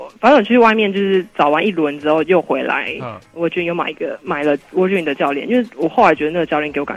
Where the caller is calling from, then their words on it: Taoyuan, Taiwan; 我是桃园的